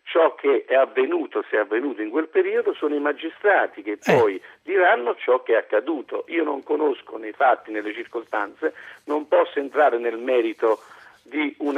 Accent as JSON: {"language": "Italian", "town": "Fondi", "region": "Lazio", "country": "Italy", "tie": "born there", "said": "Sono nato a Fondi, sono orgoglioso di essere nato a Fondi"}